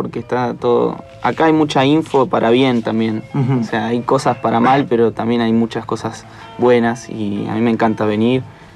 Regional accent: Mar del Plata, Buenos Aires Province, Argentina; now in Temperley, Argentina; Pensá que yo vengo desde Mar del Plata. Dentro de Mar del Plata vivía en Chapadmalal, que es un pueblo más chiquito. Después me mudé a Temperley, pero en una calle de las de adentro que no pasaba una mosca. Y ahora vivo ahí

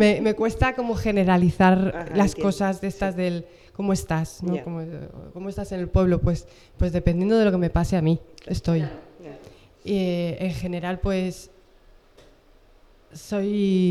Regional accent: Coslada, Community of Madrid, Spain; now in Perales de Tajuña, Spain; yo me crié en Coslada, nací en Madrid y mis padres son de Santander y de León.

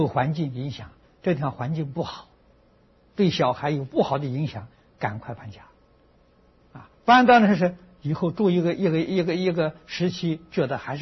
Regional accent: Anhui, China; 我小时候，我的家乡离九华山很近，走路要走三天呢。

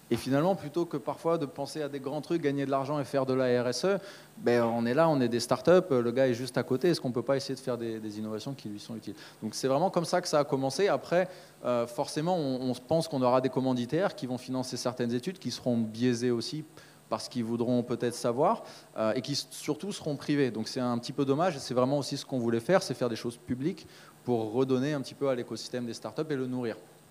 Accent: Brittany, France; Moi, je te dirais que je suis pas français, mais je suis breton.

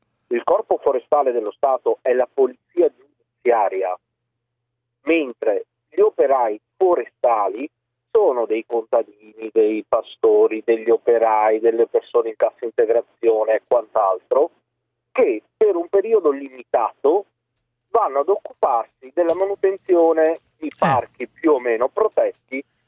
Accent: Basilicata, Italy; pur abitando io in Veneto, sono originario della Basilicata

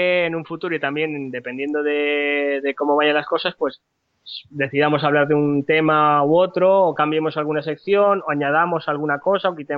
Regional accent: Palma, Balearic Islands, Spain; now in Barcelona, Spain; Yo, aunque soy de Palma, ahora estoy viviendo en Barcelona.

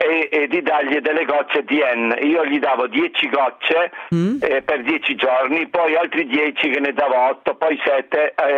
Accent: Southern Italy, Italy; born there; now in Trieste, Italy; io non sono triestino, vivo qui da 50 anni, però sono nato giù in meridione

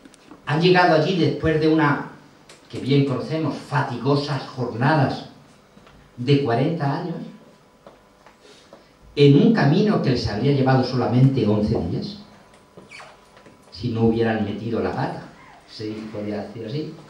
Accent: Castilla-La Mancha, Spain; born there; un horizonte plano como las tierras de la Mancha donde yo nací

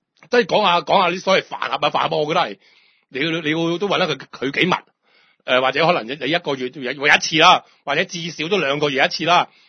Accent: Hong Kong; 我哋話生存喺香港呢，我哋香港人呢真係都覺得應該有啲幾開心㗎

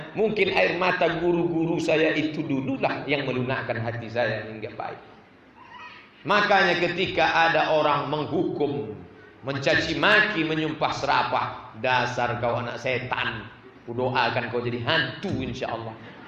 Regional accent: Pulau Lawan, Riau, Indonesia; Adalah penceramah datang. Penceramah datang ke kampung kami di Pulau Lawan.

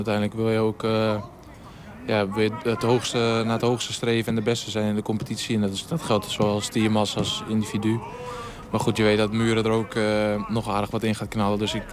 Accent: Siddeburen, Groningen, Netherlands; In Helm en Siddeburen, dat ligt vlakbij Slochteren. Daar opgegroeid met mijn ouders. Dus eigenlijk daar tot mijn ouders wonen er nu nog steeds. Dus vanaf mijn 17 in de stad gaan wonen op mezelf

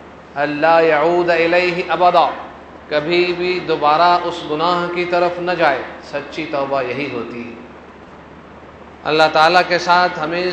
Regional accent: Lahore, Punjab, Pakistan; میں بھی لاہوری ہوں, مجھے بھی اصلاح کی ضرورت ہے, اور جتنے بھی لاہوری ہیں انہیں سب اصلاح کی ضرورت ہے

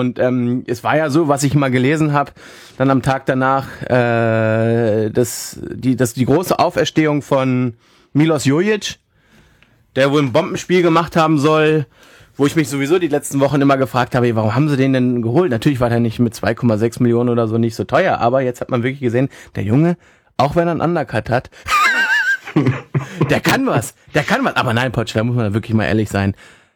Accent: Hanover, Lower Saxony, Germany; und das als Hannoveraner.

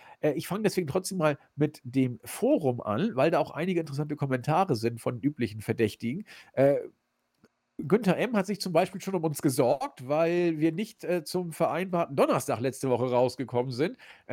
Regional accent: Hamburg, Germany; Ich als Hamburger

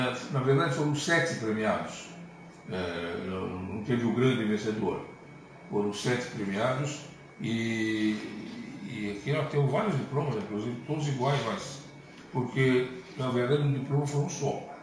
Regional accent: São Paulo, Brazil; now in São Luís, Brazil; Em São Paulo, de onde eu venho, onde eu morava, eu não fazia programa de rádio

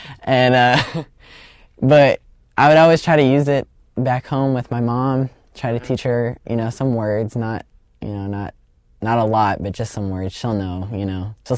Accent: Chicago, Illinois, United States; From Chicago, Illinois.

